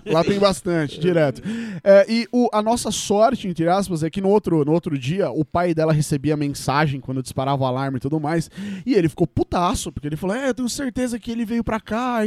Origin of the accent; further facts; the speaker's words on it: Osasco, São Paulo, Brazil; Lembrando que eu sou de Osasco, São Paulo, tá?